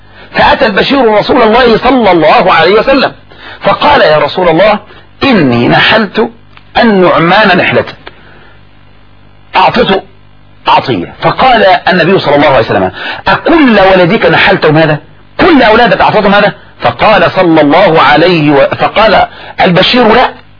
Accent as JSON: {"language": "Arabic", "country": "Egypt", "said": "ولهذا الذي يجري عندنا في مصر لما يموت الاب"}